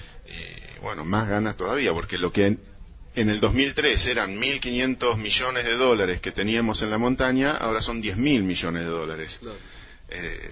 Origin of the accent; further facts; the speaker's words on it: Esquel, Chubut, Argentina; de Esquel, miembro, como tantos otros